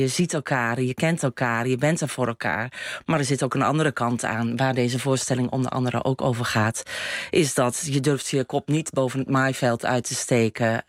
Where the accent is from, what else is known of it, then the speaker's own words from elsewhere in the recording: Haarle, Overijssel, Netherlands; En Salland, dat is waar ik vandaan kom. Dat is Haarle. Ik kom uit Haarle. Ik ben een boerendochter. Ja. En ben dus geboren en getogen in een kleine gemeenschap, zeg maar, in Haarle. Ja. In Salland.